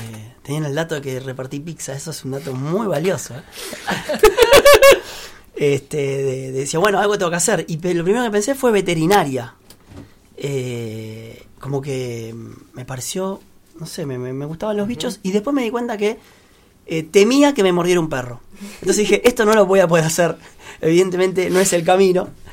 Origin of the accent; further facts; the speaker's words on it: Lomas de Zamora, Buenos Aires Province, Argentina; moved away as an adult; now in Buenos Aires, Argentina; yo soy de Loma de Zamora, viví 39 años ahí, tengo mi primer año de porteño, es muy raro. Ahora estamos en la paternal con Marina y con los chicos.